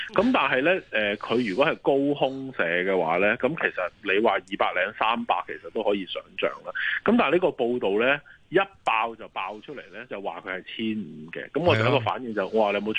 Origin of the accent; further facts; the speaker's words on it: Hong Kong; 即係我哋香港人都知啦